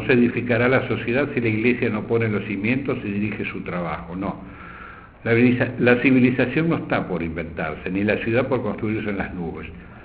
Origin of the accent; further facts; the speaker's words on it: Argentina; es nuestro deber como católicos y como argentinos.